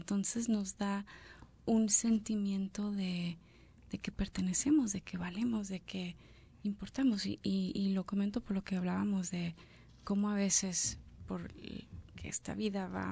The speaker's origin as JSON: {"language": "Spanish", "country": "Mexico", "said": "Yo soy de México, el inglés no es mi primer idioma"}